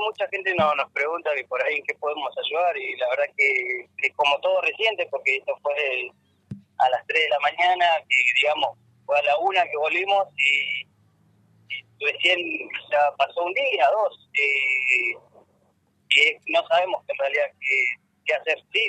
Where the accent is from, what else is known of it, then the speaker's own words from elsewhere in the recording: Comodoro Rivadavia, Chubut, Argentina; Sí, yo soy de Comodoro y mi novia es de Sarmiento. Nosotros somos del sur, de la provincia de Chubut.